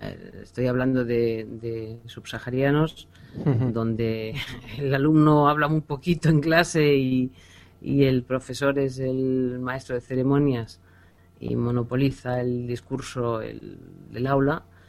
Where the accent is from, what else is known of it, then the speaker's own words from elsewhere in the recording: Vic, Catalonia, Spain; born there; Nací en Vic. Que la llaman la ciudad de los santos.